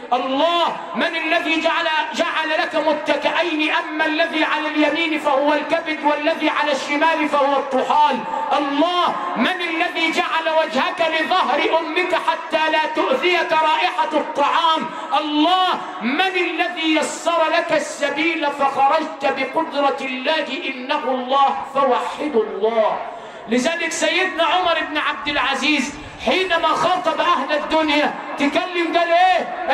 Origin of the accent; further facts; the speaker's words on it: Sharqia Governorate, Egypt; علمونا كده عندنا في الشرقية